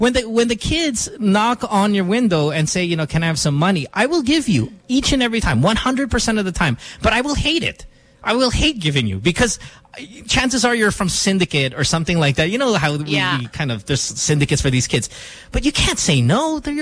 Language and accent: English; Philippines; We're Filipino, no?